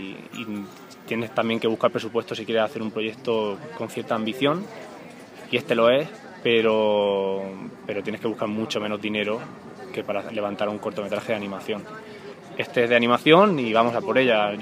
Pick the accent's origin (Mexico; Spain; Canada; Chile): Spain; Caravaca, Region of Murcia; Volví en las vacaciones de Navidad a Murcia, a Caravaca, que es mi pueblo, y dije, tengo que rodar algo.